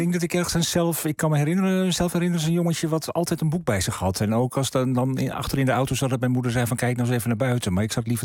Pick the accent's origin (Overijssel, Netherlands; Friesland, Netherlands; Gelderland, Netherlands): Friesland, Netherlands; Nou, ik ben een Fries jongetje. Ik woon in Heerenveen.